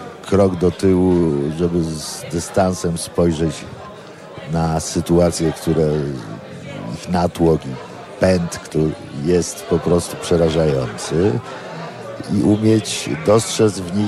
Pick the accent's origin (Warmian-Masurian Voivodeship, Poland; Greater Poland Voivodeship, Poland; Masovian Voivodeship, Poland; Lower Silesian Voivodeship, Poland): Lower Silesian Voivodeship, Poland; Wrocław; jestem wrocławianinem, a teraz już trochę outsiderem wrocławskim.